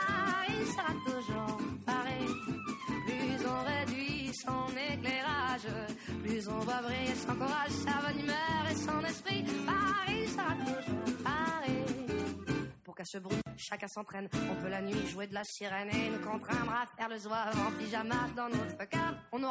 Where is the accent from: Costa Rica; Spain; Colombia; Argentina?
Spain; Cádiz, Andalusia; yo soy del Remedio, yo soy de Cádiz. Pero yo soy adoptado de los Remedios, de ese barrio tan señorial.